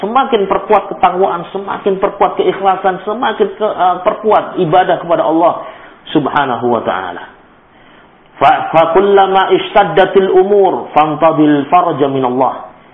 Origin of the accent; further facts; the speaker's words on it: Palembang, South Sumatra, Indonesia; atau merajuk kalau dalam bahasa kita orang Palembang